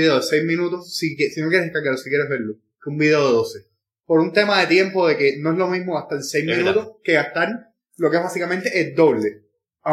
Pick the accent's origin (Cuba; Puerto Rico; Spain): Cuba; Y yo en particular no voy a cambiar mi acento, mi forma de hablar, porque soy cubano.